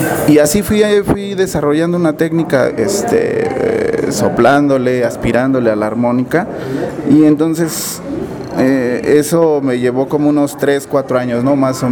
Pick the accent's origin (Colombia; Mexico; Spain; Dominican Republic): Mexico; Mexico City; also born or lived in Durango; Yo no soy de la ciudad, más bien no nací en la Ciudad de México. Yo nací en Durango, pero desde bien chavito ando rolando por acá.